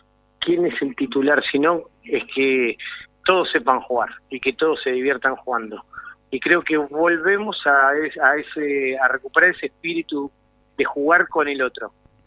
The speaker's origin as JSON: {"language": "Spanish", "region": "Buenos Aires", "country": "Argentina", "tie": "born or raised there", "said": "Nosotros somos del barrio de La Quema. Yo nací ahí"}